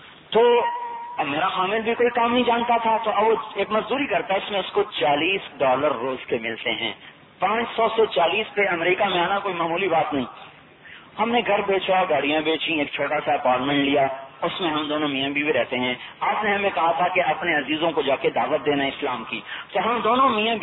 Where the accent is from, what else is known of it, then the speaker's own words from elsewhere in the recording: Khanewal, Punjab, Pakistan; ایک خانے والا ہمارا ضلع خانے والا، پہلے ملتان کا خانے والا